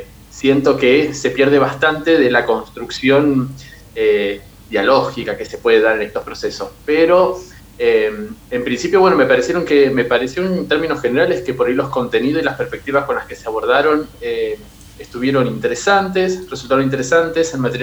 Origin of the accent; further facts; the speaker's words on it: Verónica, Buenos Aires Province, Argentina; yo, bueno, soy de acá, de Verónica, siempre